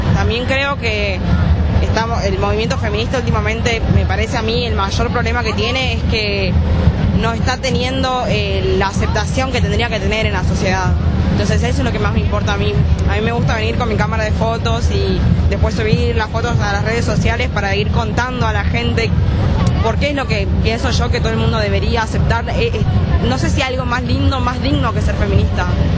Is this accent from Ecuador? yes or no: no; Salta, Argentina; now in Buenos Aires, Argentina; soy de Salta, pero estoy viviendo acá en Buenos Aires hace 3 años